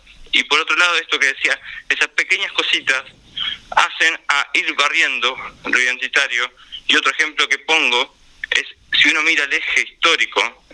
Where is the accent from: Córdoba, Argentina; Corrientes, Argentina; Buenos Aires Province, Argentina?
Buenos Aires Province, Argentina; La Plata; yo soy de Villalvira, mi barrio todavía no tiene veredas. Yo actualmente vivo por zona de Plaza Rocha, pero me crié en Villalvira, mi familia vive todavía allá